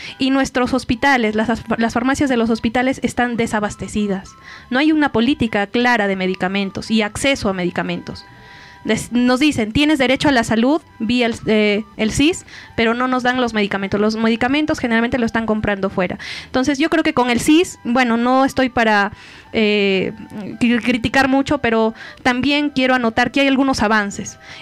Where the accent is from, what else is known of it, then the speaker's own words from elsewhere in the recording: Peru; nosotros como peruanos de verdad estamos dejando a los privados que tomen decisiones por nosotros.